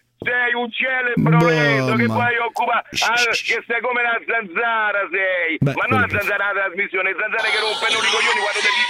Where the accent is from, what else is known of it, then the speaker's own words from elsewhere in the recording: Rome, Lazio, Italy; io sono romano, parlo come Mario.